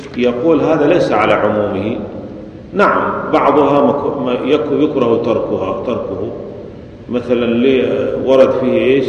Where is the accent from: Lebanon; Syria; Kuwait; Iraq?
Syria; ولذلك عندنا في سوريا غالب المساجد يجهرون